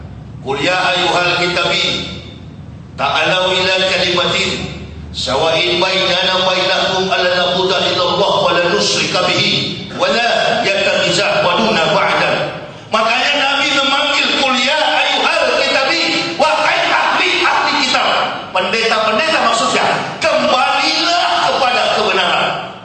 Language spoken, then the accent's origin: Indonesian; Manado, North Sulawesi, Indonesia; saya orang Manado.